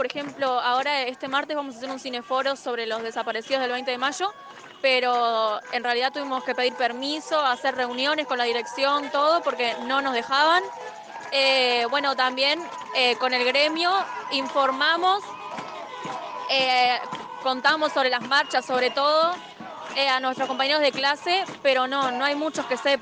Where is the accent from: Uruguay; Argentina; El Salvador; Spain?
Uruguay; Marindia, Canelones; De Marindia.